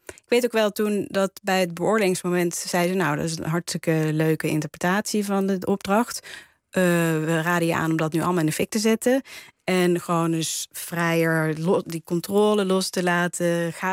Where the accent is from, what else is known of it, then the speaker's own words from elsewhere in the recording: Waalwijk, North Brabant, Netherlands; also born or lived in Nijmegen; Ja, ik ben opgegroeid in Waalwijk, geboren trouwens in Nijmegen.